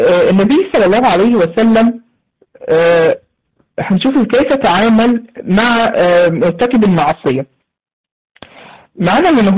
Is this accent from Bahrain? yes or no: no; Egypt; عندنا في مصر يسموه هنا إيه، بيعملوا فيه مصاطب